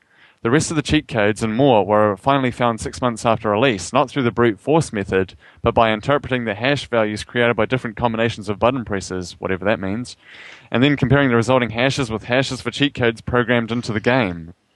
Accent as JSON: {"language": "English", "country": "New Zealand", "accent": "New Zealand", "said": "You like making fun of my New Zealand accent."}